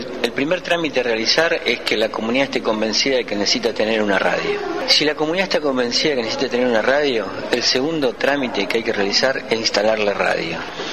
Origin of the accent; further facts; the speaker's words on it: Rosario, Santa Fe, Argentina; vengo de la ciudad de Rosario